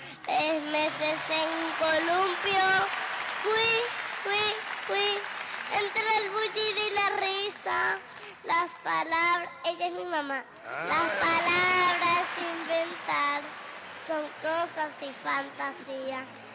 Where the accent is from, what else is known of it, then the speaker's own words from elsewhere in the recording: Caracas, Capital District, Venezuela; De la Sajunta.